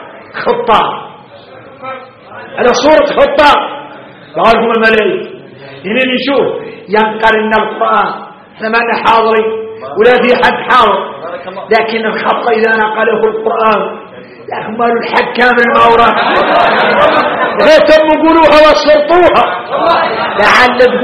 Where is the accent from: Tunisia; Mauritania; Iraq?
Mauritania; اي احنا موريتاني حارنا متين العود اللون في قاموس الحسانية